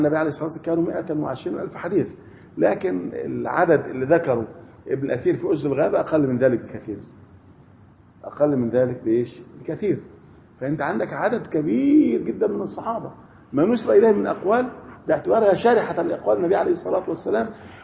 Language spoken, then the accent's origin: Arabic; Faiyum, Faiyum Governorate, Egypt; عندنا في الفيوم